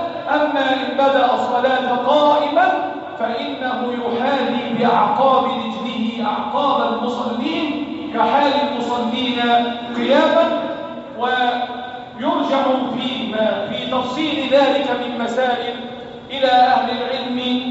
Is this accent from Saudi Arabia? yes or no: no; Egypt; اللهم احفظ بلدنا مصر